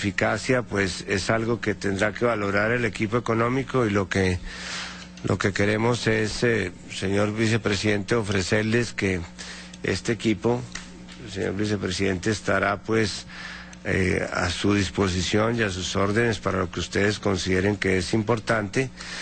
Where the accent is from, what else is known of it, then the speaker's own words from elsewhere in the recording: Colombia; Yo simplemente como colombiano puedo destacar lo que fue la dolorosa experiencia de Colombia.